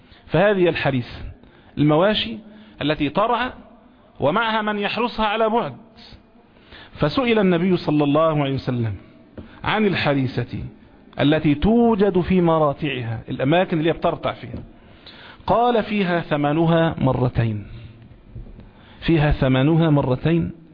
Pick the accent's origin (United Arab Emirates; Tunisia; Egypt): Egypt; زي ما المثل المشاع عندنا هنا كمصريين يقولوا